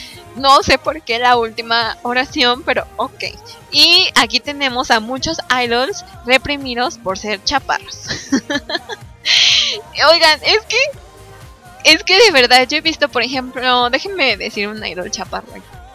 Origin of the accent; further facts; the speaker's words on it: Mexico; no, soy mexicana, muchachos. No. Tampoco hay que hacerle feo a nuestra nacionalidad, oigan.